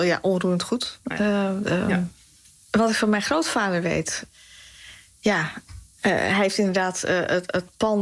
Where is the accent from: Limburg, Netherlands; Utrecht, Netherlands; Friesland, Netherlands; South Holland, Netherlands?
Utrecht, Netherlands; Amersfoort; born there; Ik ben geboren in Amersfoort. In het pand Utrechtse straat 14. Boven een winkel. Mijn ouders hadden in die tijd een winkel in de Utrechtse straat 14.